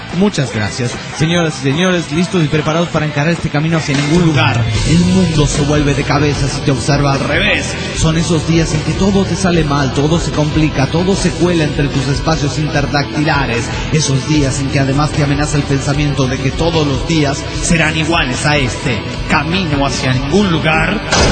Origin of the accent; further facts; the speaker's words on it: Guatemala; de Guatemala.